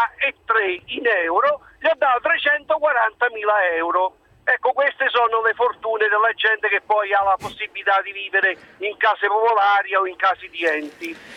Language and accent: Italian; Lazio, Italy; now in Rome, Italy; io vengo trasferito per lavoro a Roma, vengo dalla provincia del Lazio, e ho problemi abitativi.